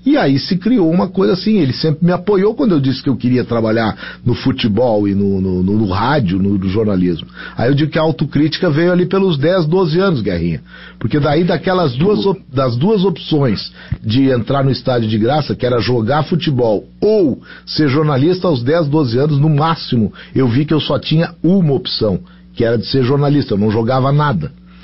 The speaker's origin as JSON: {"language": "Portuguese", "town": "Porto Alegre", "region": "Rio Grande do Sul", "country": "Brazil", "tie": "born or raised there", "said": "Não, eu nasci em Porto Alegre e a minha vida praticamente, ela é toda construída em Porto Alegre. Mas eu tenho uma ligação muito forte lá com São Chico de Paulo, terra de toda a minha família"}